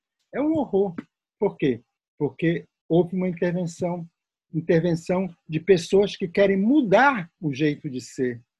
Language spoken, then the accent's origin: Portuguese; Alenquer, Pará, Brazil; also born or lived in Baixo Amazonas; Eu nasci no Baixo Amazonas, eu me criei numa cidade chamada Alenquer.